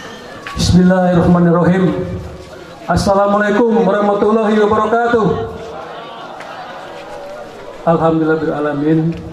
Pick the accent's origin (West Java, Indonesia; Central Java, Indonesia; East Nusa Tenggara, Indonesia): West Java, Indonesia; Bogor; born there; also born or lived in Bandung / Jakarta; saya lahir di Bogor, karena ibu saya orang Bogor. Saya kuliah di Bandung, kemudian kuliah di Australia, bekerja di Bandung, kemudian kerja di Jakarta sebagai birokrat.